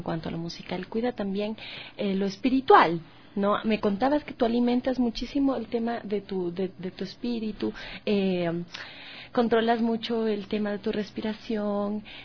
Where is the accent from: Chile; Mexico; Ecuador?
Ecuador; Es que así somos los ecuatorianos.